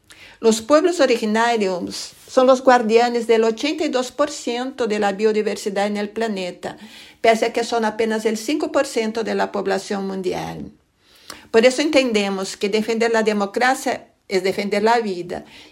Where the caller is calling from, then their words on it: Madrid, Community of Madrid, Spain; de la Asociación Cultural Brasileña Maloca. Hablo desde Madrid.